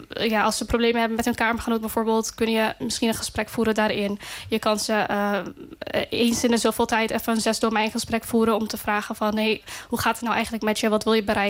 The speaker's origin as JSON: {"language": "Dutch", "region": "North Holland", "country": "Netherlands", "tie": "born there", "said": "Ja, klopt. Ik ben geboren in AZC Krailo."}